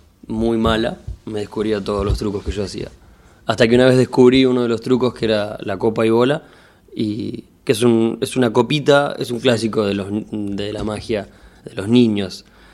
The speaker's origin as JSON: {"language": "Spanish", "town": "Bahía Blanca", "region": "Buenos Aires Province", "country": "Argentina", "tie": "born there", "said": "yo nací en Bahía Blanca."}